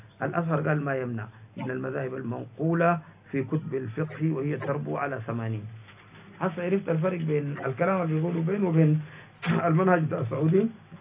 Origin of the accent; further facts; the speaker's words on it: Sudan; عشان كده كل يوم هسه عندنا في السودان